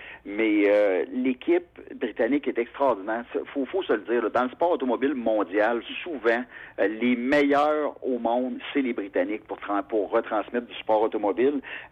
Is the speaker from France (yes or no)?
no; Quebec City, Quebec, Canada; Je suis un gars de Québec, donc mon accent anglais, il vient de Québec, puis assez clairement.